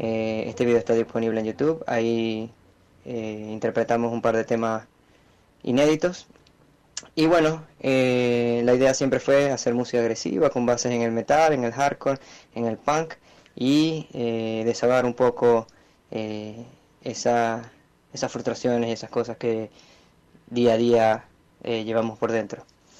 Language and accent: Spanish; Maracaibo, Zulia, Venezuela; Fundamos la banda en el 2007 en la ciudad donde nacimos y crecimos, Maracaibo, en Venezuela.